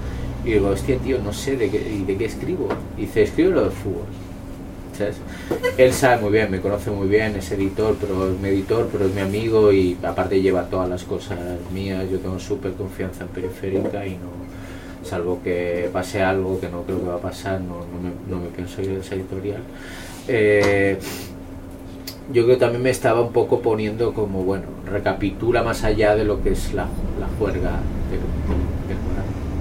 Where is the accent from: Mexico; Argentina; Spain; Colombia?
Spain; Ripollet, Catalonia; Yo soy de Ripollet, que es un pueblo de la periferia de Barcelona, pueblo migrante, gente de Andalucía, gente de Extremadura, gente manchega y murcianos